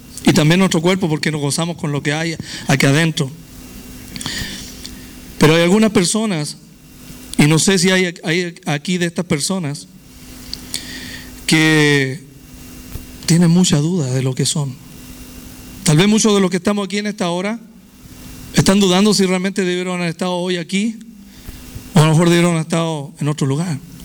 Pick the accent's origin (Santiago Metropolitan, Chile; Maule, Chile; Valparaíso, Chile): Valparaíso, Chile; Viña del Mar; born there; yo nací en la República de Chile, en Viña del Mar, gloria a Dios, donde se hace el Festival de Viña, ¿verdad?